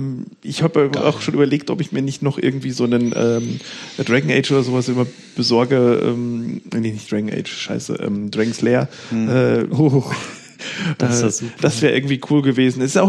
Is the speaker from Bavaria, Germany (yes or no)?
yes; Bavaria, Germany; wie er so schön heißt bei uns in Bayern